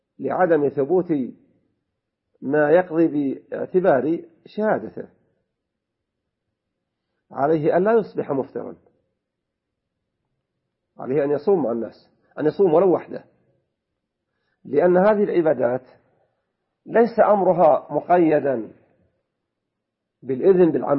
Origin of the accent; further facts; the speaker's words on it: Saudi Arabia; المتقرر عندنا في المملكة العربية السعودية الاعتبار برؤية القمر